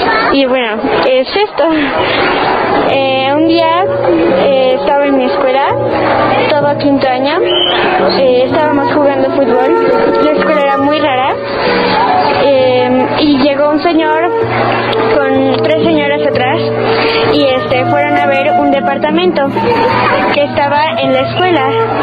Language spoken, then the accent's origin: Spanish; Mexico City, Mexico; Soy de México, del Distrito Federal.